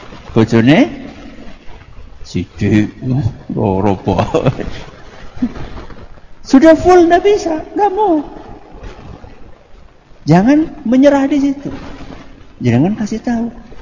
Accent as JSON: {"language": "Indonesian", "region": "Java", "country": "Indonesia", "said": "Karena kita ini orang Jawa. Orang Jawa itu dominan pekewuh."}